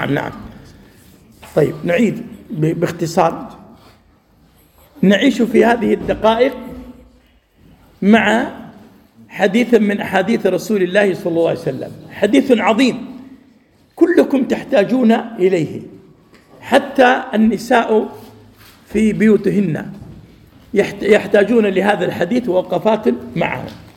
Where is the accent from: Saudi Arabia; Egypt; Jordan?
Saudi Arabia; قبل 3 عقود قام رجل في مسجد عندنا في السعودية